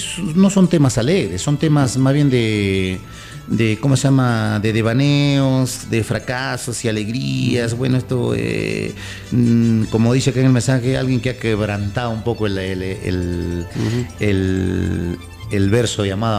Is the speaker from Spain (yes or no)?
no; Ica, Peru; moved away as an adult; now in Huaraz, Peru; yo cuando recién llegué acá a Huaraz en los años 90, yo soy de natural de Ica.